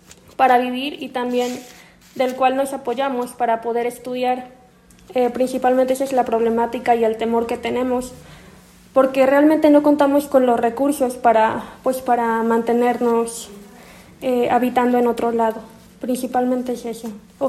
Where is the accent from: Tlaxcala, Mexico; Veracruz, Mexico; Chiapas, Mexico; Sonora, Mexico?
Tlaxcala, Mexico; now in Mexico City, Mexico; estudio en la UVJ de Azcapotzalco. Vengo de Tlaxcala y actualmente me encuentro habitando en esta casa.